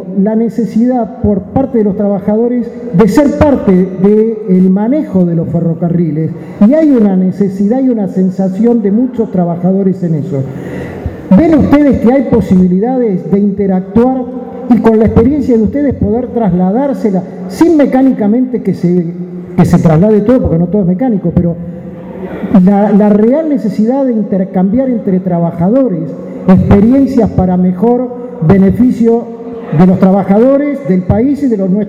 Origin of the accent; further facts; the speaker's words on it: Buenos Aires, Argentina; Yo vengo de Buenos Aires